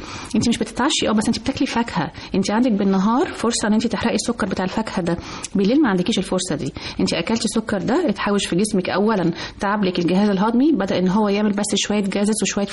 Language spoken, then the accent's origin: Arabic; Egypt; كل احنا كمصريين كل ما حد يجي لنا استنى هنشرب مع بعض كوبايه شاي.